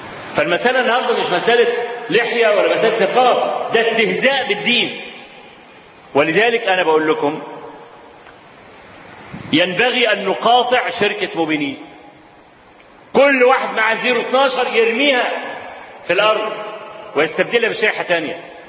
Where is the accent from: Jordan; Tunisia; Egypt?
Egypt; هو موجود عندنا في مصر